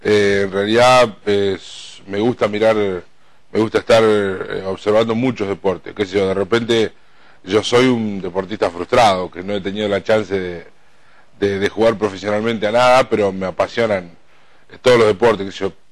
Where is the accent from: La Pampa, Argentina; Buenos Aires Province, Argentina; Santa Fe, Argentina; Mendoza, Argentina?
La Pampa, Argentina; moved away; Yo soy pampeano, no soy cordobés, vine a estudiar aquí. Y en el camino que vine a estudiar, yo en el pueblo mío, mi familia tenía una radio